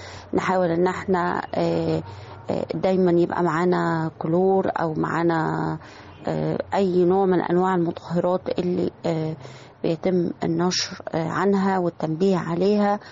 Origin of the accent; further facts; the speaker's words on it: Egypt; يمكن احنا عندنا في مصر الحمد لله لغاية الآن الأعداد بتاعتنا تعتبر أقل من دول العالم بكتير